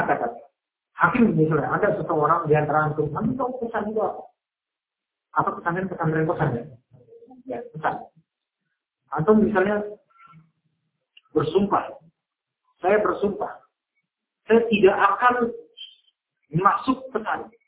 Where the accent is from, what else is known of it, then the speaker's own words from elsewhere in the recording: Jakarta, Indonesia; Nah, kemudian Saya orang Jakarta nggak ngerti, kan?